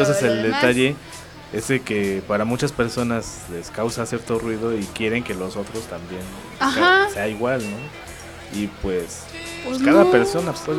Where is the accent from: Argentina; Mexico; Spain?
Mexico; De que creo que como mexicanos ya teníamos una mente mucho más abierta